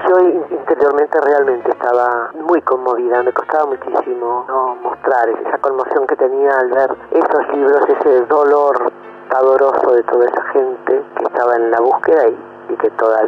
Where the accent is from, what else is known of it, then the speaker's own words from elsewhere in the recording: Argentina; nuestra historia y nuestra vida como argentinos